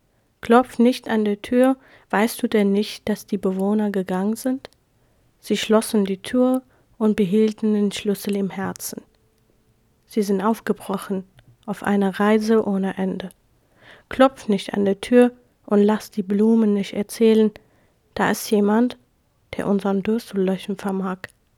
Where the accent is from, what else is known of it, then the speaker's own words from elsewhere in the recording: Iraq; now in Germany; Ich komme aus dem Irak. Ich bin eine Jesidin, eine religiöse, soll ich sagen, Minderheit.